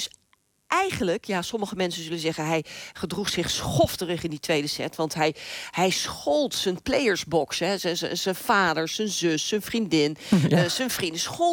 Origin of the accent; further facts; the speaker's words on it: Netherlands; Wij lachen ons rot natuurlijk als Nederlanders.